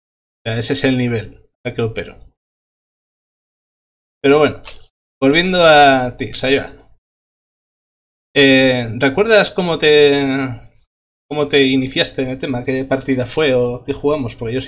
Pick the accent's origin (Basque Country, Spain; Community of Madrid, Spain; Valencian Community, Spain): Basque Country, Spain; Vitoria; yo soy de Vitoria, y como es el caso con Sayoa y con Ander.